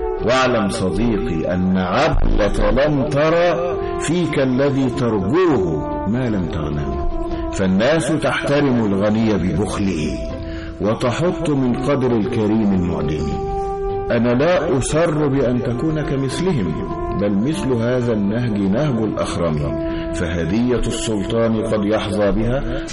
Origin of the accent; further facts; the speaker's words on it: Egypt; وقريتنا قريبة من النيل، كنا نذهب إلى النيل أيضا نصطاد السمك